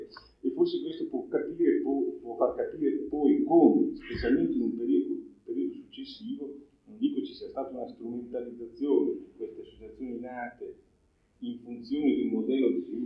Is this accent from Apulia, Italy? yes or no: no; Emilia-Romagna, Italy; quindi io sono emiliano